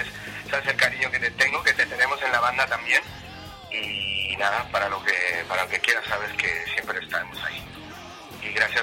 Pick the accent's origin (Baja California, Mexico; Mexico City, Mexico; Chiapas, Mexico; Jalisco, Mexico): Mexico City, Mexico; moved away; Sí, yo vengo de la Ciudad de México y ya tengo por acá 11 años.